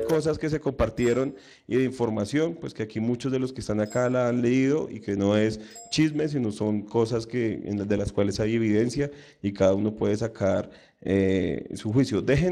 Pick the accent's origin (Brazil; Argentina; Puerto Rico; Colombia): Colombia; te estoy hablando yo que soy de Colombia.